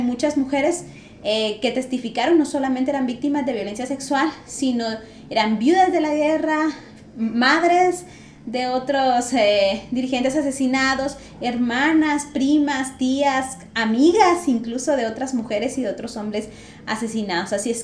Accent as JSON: {"language": "Spanish", "country": "Guatemala", "said": "Mientras como pueblo guatemalteco no revisemos lo que pasó en la historia de nuestro país"}